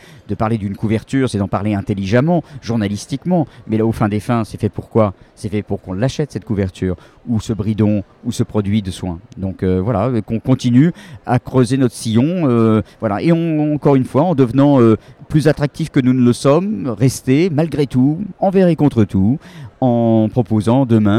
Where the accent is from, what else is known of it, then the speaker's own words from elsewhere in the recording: Paris, Île-de-France, France; puisque je suis parisien